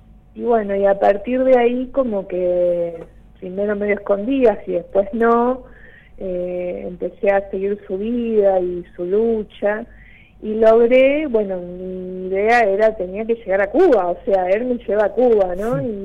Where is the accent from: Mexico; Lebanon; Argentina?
Argentina; Don Torcuato, Buenos Aires Province; also born or lived in El Bolsón; Yo soy de Buenos Aires, de Don Torcuato. Allí estuve hasta que entré a Bellas Artes y me fui a vivir a La Boca. Y después me fui al Bolsón en el 86.